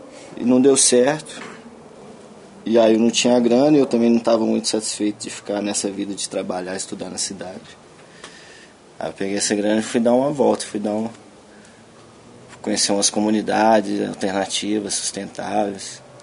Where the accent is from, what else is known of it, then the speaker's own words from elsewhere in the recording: Belo Horizonte, Minas Gerais, Brazil; tenho 35 anos, sou nascido em Belo Horizonte, me criei na região do Barreiro, no Tirol, e tive a oportunidade de trabalhar na FUNAI nos últimos 11 anos, no Vale do Javari, no sudoeste do Amazonas.